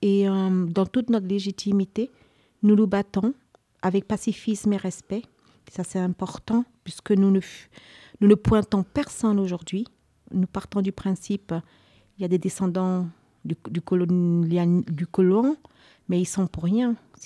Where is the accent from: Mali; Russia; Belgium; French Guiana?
French Guiana; de nation Kalinia, donc il y a 6 nations en Guyane. Je viens de la Guyane française, un département d'outre-mer qui est situé en Amérique du Sud, d'à peu près 84 000 km², de frontière Brésil et du Suriname par le fleuve Maroni